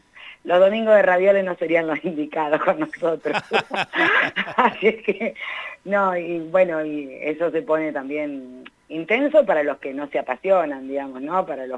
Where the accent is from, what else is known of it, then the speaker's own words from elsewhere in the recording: Argentina; con lo que somos nosotros como latinoamericanos, como argentinos